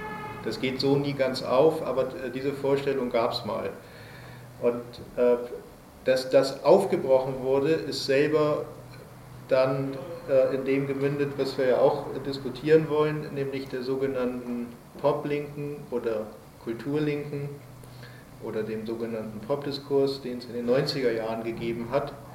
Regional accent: Hamburg, Germany; accent: North German; bin ja aus Hamburg, wie man vielleicht so ein bisschen an meiner Sprache hört, dass ich aus Norddeutschland komme, bin aus Hamburg

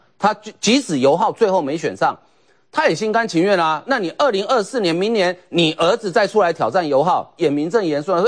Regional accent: Taiwan; 其实我们台湾人常讲

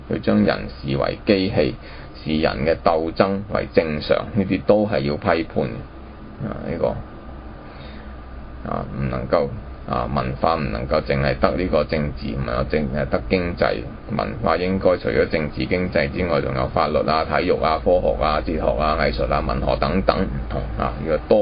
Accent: China; 我们今天身为中国人而不能够保存中国文化精神

